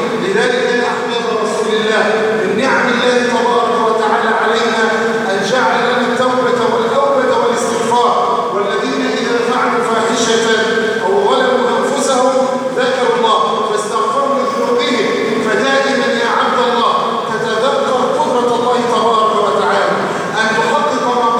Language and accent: Arabic; Egypt; أن يجعله عيد خير على بلدنا مصر وسائر بلاد